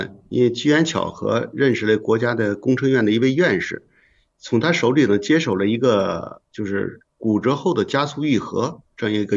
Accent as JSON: {"language": "Chinese", "town": "Shijiazhuang", "region": "Hebei", "country": "China", "said": "听众朋友大家好，我是来自河北石家庄的"}